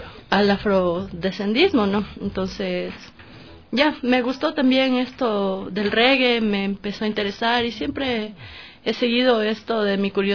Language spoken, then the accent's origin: Spanish; Quito, Pichincha, Ecuador; yo soy realmente de aquí, de Quito, ¿no? Entonces, por el momento me encuentro viviendo allá mientras estudio, y vengo acá los fines de semana a hacer mis proyectos musicales.